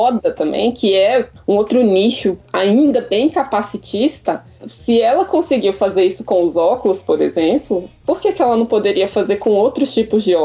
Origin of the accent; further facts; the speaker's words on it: Brasília, Federal District, Brazil; Ah, então, eu sou arquiteta, sou de Brasília.